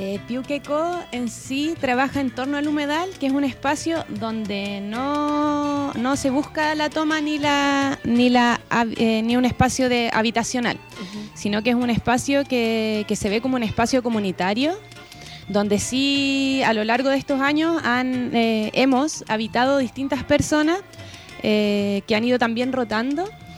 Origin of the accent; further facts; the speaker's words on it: Valparaíso, Chile; todos quienes somos parte de Valparaíso.